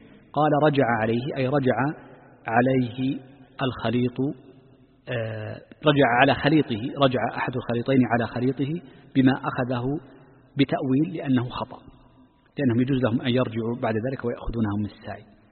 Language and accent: Arabic; Saudi Arabia; نحن عندنا في المملكة